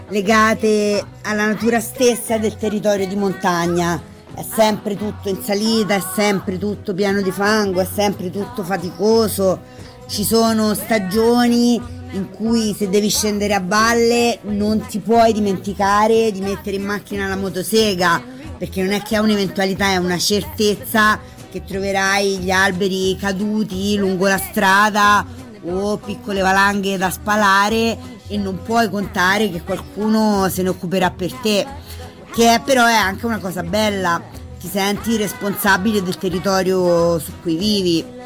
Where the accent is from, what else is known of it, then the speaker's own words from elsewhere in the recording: Rome, Lazio, Italy; per una persona come me, nata e cresciuta in città, a Roma